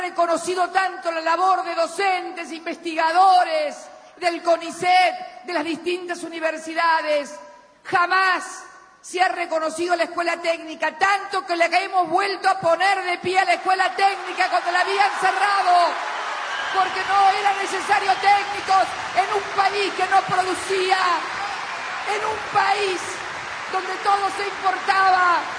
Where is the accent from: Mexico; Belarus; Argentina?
Argentina; si de algo puedo enorgullecerme como argentina, más que como presidenta